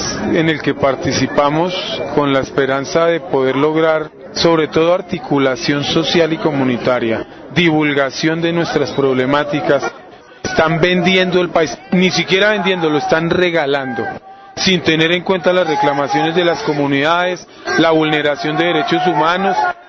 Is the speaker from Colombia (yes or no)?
yes; Colombia; Del sitio de donde yo vengo, en las últimas tres semanas, parece ser que llegaron 250 paramilitares del Urabá.